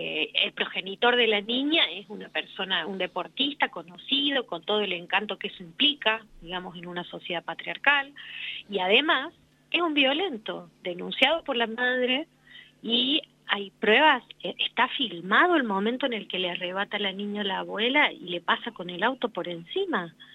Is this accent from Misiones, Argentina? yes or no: no; Córdoba, Argentina; yo soy de Córdoba y venimos trabajando, acompañando este caso y viajando a La Rioja hace ya 2 años